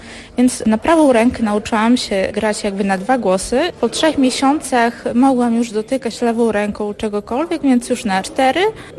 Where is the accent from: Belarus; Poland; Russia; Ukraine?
Poland; Hajnówka, Podlaskie Voivodeship; jestem z Hajnówki.